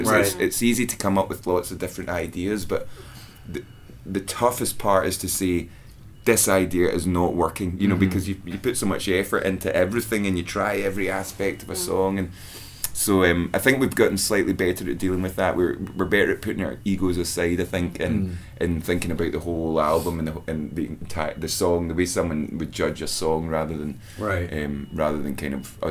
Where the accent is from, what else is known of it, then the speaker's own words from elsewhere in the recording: United Kingdom; I think as British people, British folk are so self-aware and self-conscious, and definitely, we couldn't do that.